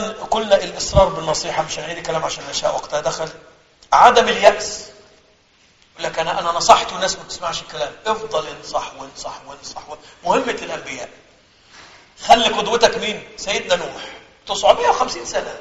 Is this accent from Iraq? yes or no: no; Egypt; أنا أذكر في إحدى الرمضانات عندنا في مصر ممكن ده في كل بلدنا